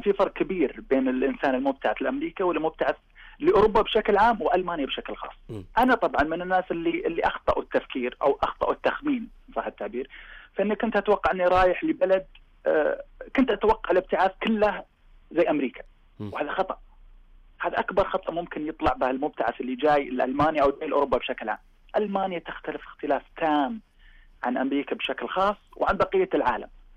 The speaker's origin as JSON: {"language": "Arabic", "country": "Saudi Arabia", "said": "بديت أطبق نفس التطبيق اللي جيت فيه من السعودية، لأن أنا نجحت في السعودية"}